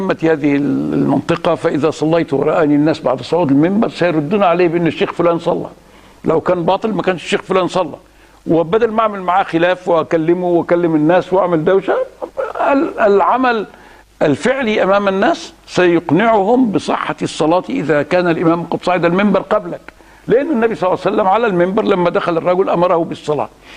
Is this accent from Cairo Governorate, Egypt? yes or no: no; Alexandria, Alexandria Governorate, Egypt; ساد في وقت من الأوقات في بلدنا الإسكندرية